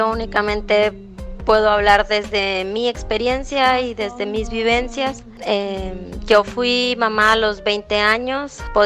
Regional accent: Hermosillo, Sonora, Mexico; Soy de Hermosillo, Sonora.

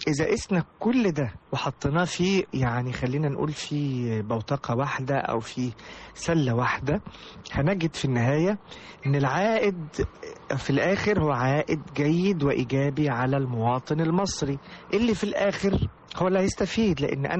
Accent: Egypt; نحاول نوطد علاقتنا ببعض كمصريين

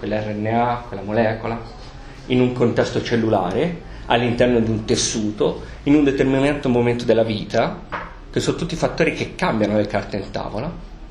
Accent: Piombino, Tuscany, Italy; io vengo da Piombino originariamente, quindi in provincia di Livorno, vero che c'è una centrale siderurgica gigantesca

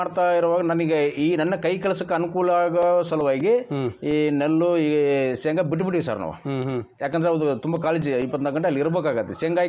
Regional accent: Kamalapura, Karnataka, India; now in Hosapete, India; ನಾನು ಕಮಲಾಪುರದಲ್ಲೇ ಕಲಿತೆ, ನಮ್ಮೂರಲ್ಲಿ ಒಬ್ಬರು ಇದ್ದರು ಗುರುಗಳು

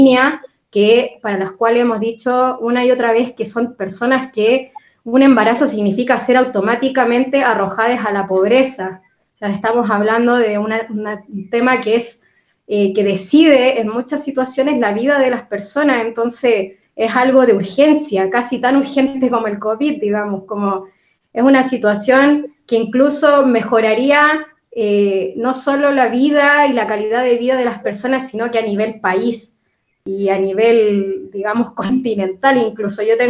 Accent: Chile; igual yo encima vengo de Chile, estoy mirando todo esto, vivo acá hace 6 años

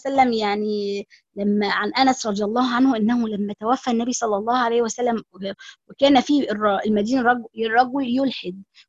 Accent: Egypt; يعني الطريقتين دول مش هما الطرق اللي احنا مثلا في مصر، يعني بما ان انا مصرية

